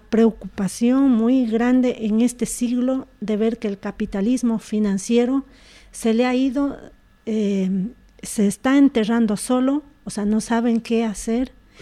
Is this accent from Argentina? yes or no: no; Ecuador; yo soy de origen ecuatoriano, allá no existe jamás esto